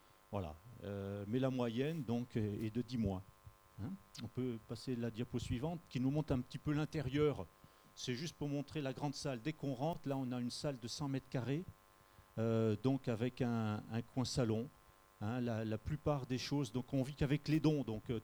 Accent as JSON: {"language": "French", "town": "Montferrat", "region": "Provence-Alpes-Côte d'Azur", "country": "France", "said": "donc on vient du Var, donc un petit village qui s'appelle Montferrat. On est dans les collines."}